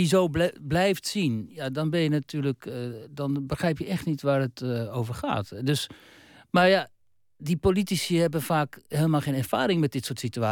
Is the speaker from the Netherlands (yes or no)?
yes; Netherlands; Ik was in de jaren 90 bij de correspondent geworden in Moskou en ik kwam ook gewoon uit Nederland. Uit een soort van Nederland zoals nu.